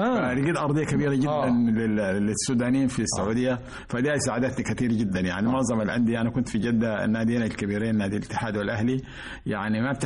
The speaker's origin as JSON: {"language": "Arabic", "country": "Sudan", "tie": "born or raised there", "said": "وأنا في الصف الثاني الثانوي في السودان، كنت أراسل"}